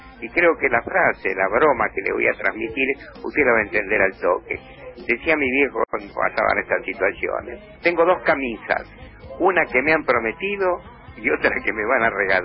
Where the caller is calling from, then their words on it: Buenos Aires, Argentina; de Barrio Norte.